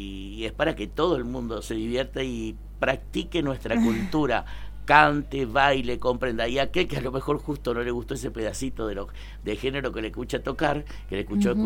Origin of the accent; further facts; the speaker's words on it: Huerta Grande, Córdoba, Argentina; Yo soy de Huerta Grande, pero hace muchos años que estoy en esto.